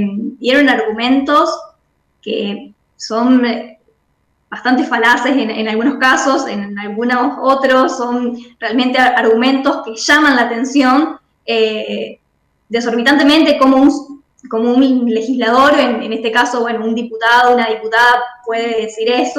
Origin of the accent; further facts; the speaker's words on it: Rosario, Santa Fe, Argentina; Yo soy de Rosario, bueno, vivo a un par de cuadras de las islas